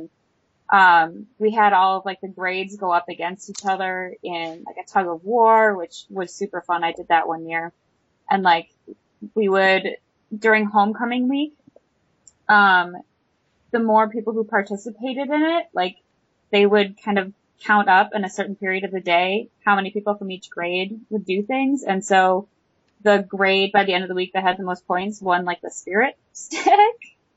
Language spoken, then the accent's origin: English; Midwest, United States; I'm from the Midwest, and apparently we have nothing else better to do.